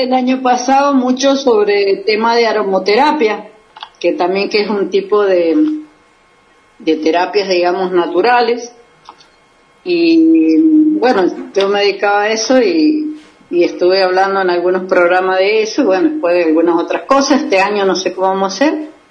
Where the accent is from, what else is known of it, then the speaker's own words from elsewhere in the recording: Mendoza, Argentina; yo soy de Mendoza y bueno, estoy acá con un día bastante frío y nublado